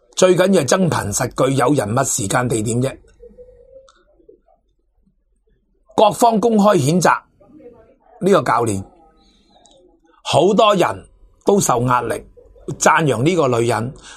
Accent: Hong Kong; 如果用共产党的或者我们香港人讲呢

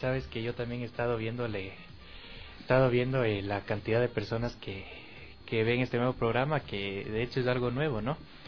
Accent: Quito, Pichincha, Ecuador; Reciencito cumplidos, 19 años, yo soy bien quiteño, nací en el patronato de acá de Chimbacalle, de allá de Chimbacalle.

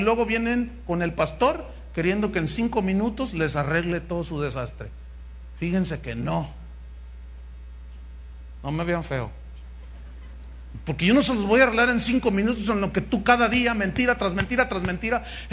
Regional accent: Veracruz, Mexico; Es que soy de Veracruz, hermano.

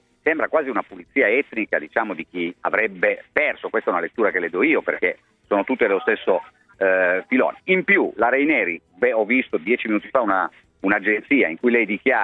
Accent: Turin, Piedmont, Italy; da torinese che ha vissuto direttamente che cosa hanno significato le Olimpiadi per Torino

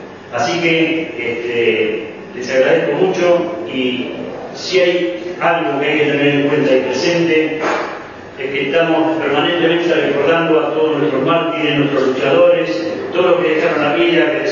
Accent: Berisso, Buenos Aires Province, Argentina; Yo soy de Berisso, criado, presidente de Berisso.

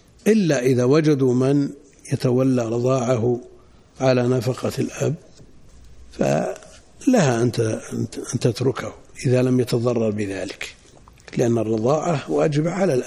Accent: Najd, Saudi Arabia; وهذا مستفيض عندنا في نجد، ويمكن في الحجاز

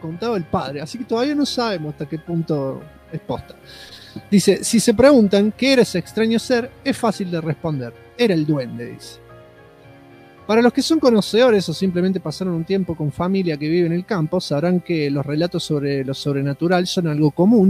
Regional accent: Salta, Argentina; Ante todo aclaro que soy de Salta.

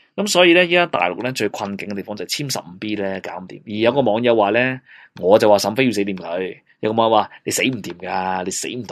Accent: China; 我都系中国人嚟噶

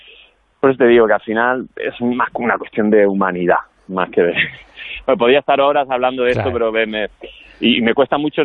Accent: Andalusia, Spain; porque como sea andaluz

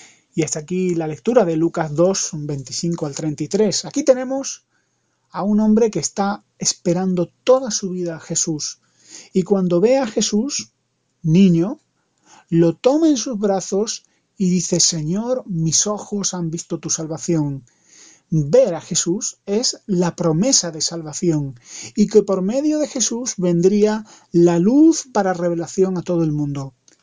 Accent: Granada, Andalusia, Spain; soy español de Granada

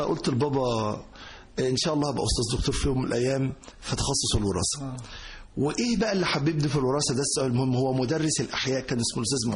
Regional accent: Giza, Giza Governorate, Egypt; فانا قلت له انا من الجيزة، وجيزة فيهاش رز، فاحنا الجيزة بتزرع قمح.

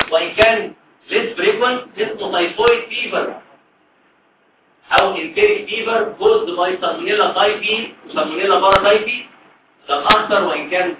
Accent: Egypt; لأن البيض عندنا إحنا كمصريين في الأرياف عادة ممكن يضرب البيض مع كوباية لبن

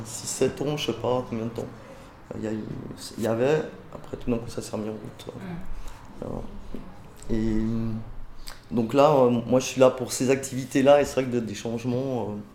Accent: Geneva, Switzerland; born there; Non, parce que pour moi les eaux vives c'est le lac, c'est les parcs. Hein. Ils sont toujours là, ils n'ont pas bougé. C'est ça que j'aime beaucoup dans ce quartier. Je suis né dans ce quartier d'ailleurs aussi.

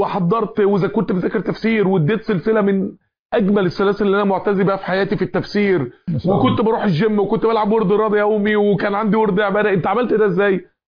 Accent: Mansoura, Dakahlia, Egypt; من أنجح الشركات عندنا في المنصورة

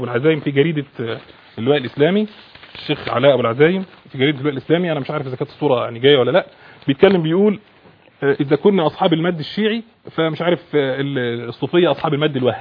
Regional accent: Egypt; عايز اعرف انا كمواطن مصري

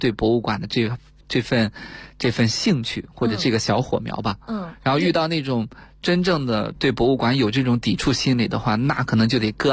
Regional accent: Shaanxi, China; 比如说像我的家乡陕西

